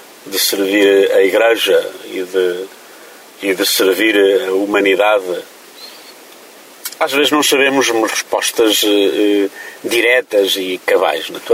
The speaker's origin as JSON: {"language": "Portuguese", "town": "Paúl", "region": "Centro", "country": "Portugal", "tie": "born or raised there", "said": "Eu sou do Paúl, no concelho da Covilhã"}